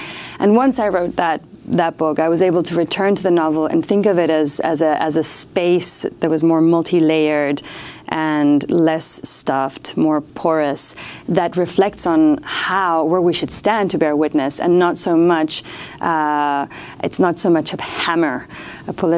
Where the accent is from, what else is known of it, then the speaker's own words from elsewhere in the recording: South Africa; also born or lived in Mexico; I was born in Mexico, but grew up in several countries, among them South Africa. Right, I arrived in South Africa right when Mandela became president